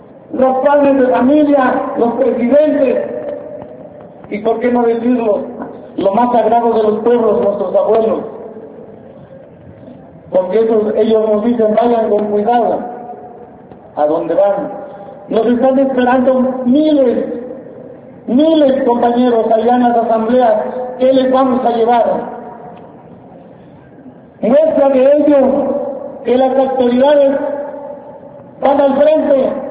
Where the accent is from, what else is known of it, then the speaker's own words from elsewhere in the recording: Oaxaca, Mexico; Los dueños somos los oaxaqueños y los pobres de todo el país.